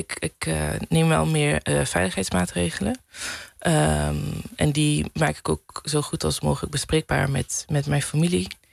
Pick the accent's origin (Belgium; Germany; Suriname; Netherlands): Netherlands; southern Netherlands; accent: soft G; Mijn zachte G is er nog een beetje.